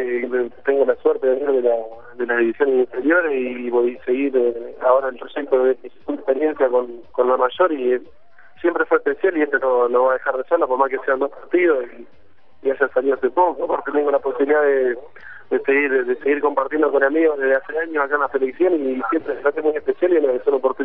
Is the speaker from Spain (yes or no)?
no; Paraná, Entre Ríos, Argentina; also born or lived in Córdoba; nací en Córdoba, así se dice un poco la vida que hizo mi viejo, y después a los 4 o 5 años ya me radiqué en Paraná, así que soy un paranaense que nací en Córdoba.